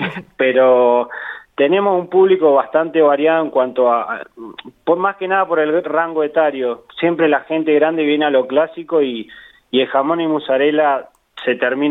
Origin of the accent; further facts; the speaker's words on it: Santa Rosa, La Pampa, Argentina; moved away as an adult; yo soy nacido y criado acá en Santa Rosa, sí. Pero a los 18 años me fui a estudiar a Tandil, de la familia por parte de mi madre es de allá